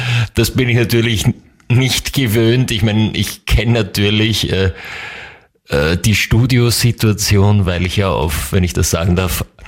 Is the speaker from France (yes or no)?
no; Upper Austria, Austria; aber zu Hause muss ich zugeben, ich komme ja aus Oberösterreich, das hört man jetzt vielleicht nicht mehr so ganz raus.